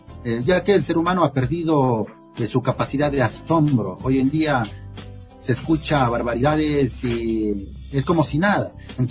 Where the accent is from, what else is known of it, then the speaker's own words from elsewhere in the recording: Ecuador; Bueno, en mi país, en mi ciudad, he expuesto en la alcaldía, en la gobernación